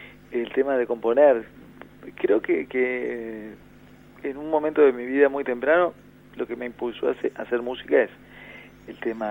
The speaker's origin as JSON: {"language": "Spanish", "region": "Montevideo", "country": "Uruguay", "said": "Y curiosamente, yo soy montevideano."}